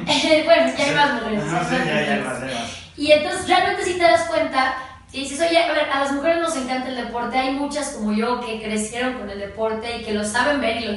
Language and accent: Spanish; Santiago de Querétaro, Querétaro, Mexico; now in Mexico City, Mexico; soy de Querétaro, tuve que venir a México porque soy queretana.